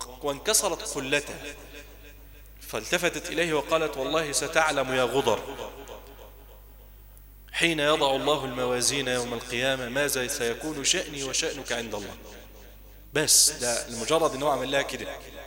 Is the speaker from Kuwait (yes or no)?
no; Egypt; ونسأل الله عز وجل أن يحفظ بلدنا مصر وأن يجعلها واحدة للأمن والأمان